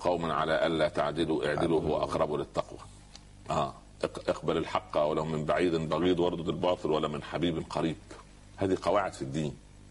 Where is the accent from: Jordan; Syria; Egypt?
Egypt; Upper Egypt; حتى عندنا في الصعيد اسمه سخل برضه